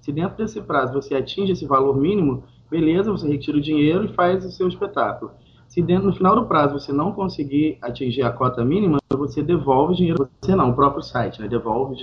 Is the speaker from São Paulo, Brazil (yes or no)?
no; Santo Antônio de Pádua, Rio de Janeiro, Brazil; É interior do Rio, divisa com Minas Gerais.